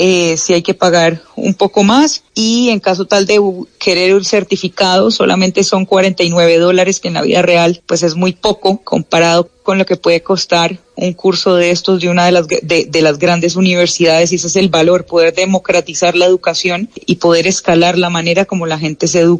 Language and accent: Spanish; Colombia; eso es lo que somos los colombianos, somos gente positiva, somos gente emprendedora.